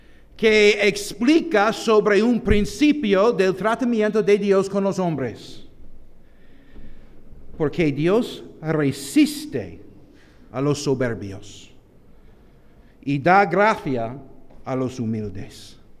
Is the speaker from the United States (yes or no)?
yes; United States; Spanish is a second language; en mi país hay una gorra roja que indica un poco de soberbia también